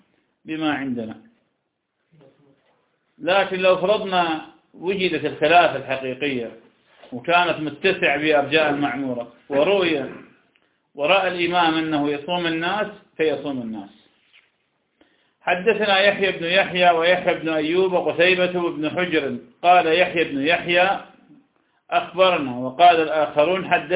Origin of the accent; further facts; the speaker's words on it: Iraq; يعني مرة عندنا بالعراق ثبتت الرؤية